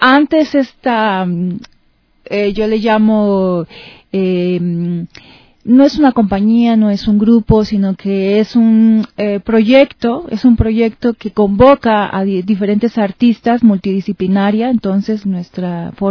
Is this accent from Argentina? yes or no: no; Mexico; Pues allá en México también hay pues igual eventos muy parecido a este